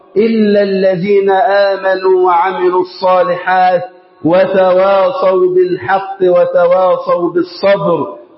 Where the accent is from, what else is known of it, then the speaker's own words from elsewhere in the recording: Egypt; اللهم اجعل بلدنا مصر أمنا أمانا